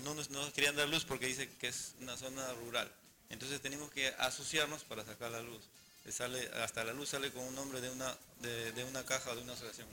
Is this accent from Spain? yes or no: no; Peru; tenemos derechos, también somos peruanos